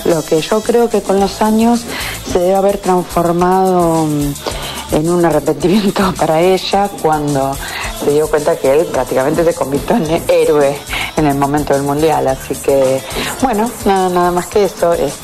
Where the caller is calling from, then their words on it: Quilmes, Buenos Aires Province, Argentina; de Quilmes.